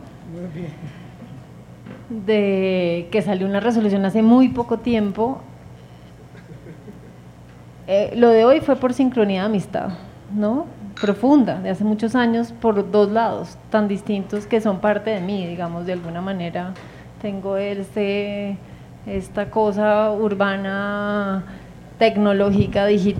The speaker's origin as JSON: {"language": "Spanish", "region": "Bogotá", "country": "Colombia", "said": "en nuestro día a día como bogotanos"}